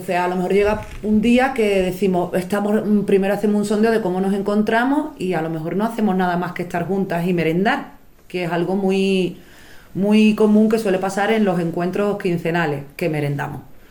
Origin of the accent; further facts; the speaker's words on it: Puerto Real, Andalusia, Spain; born there; now in Granada, Spain; fue en Puerto Real, en Cádiz, en mi pueblo natal. Allí realizamos un laboratorio, pero no pudimos dar continuidad a la grupa ya que yo resido en Granada.